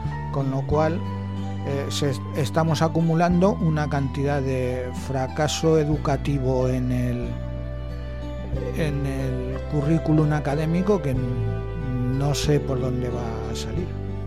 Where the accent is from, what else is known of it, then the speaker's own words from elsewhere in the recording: Castile, Spain; born there; yo nací en la Castilla, iba a decir profunda, pero no, estaba en lo alto del monte. Así que pues la Castilla, donde se habla exclusivamente castellano, y a lo largo del tiempo he tenido que ir aprendiendo otros idiomas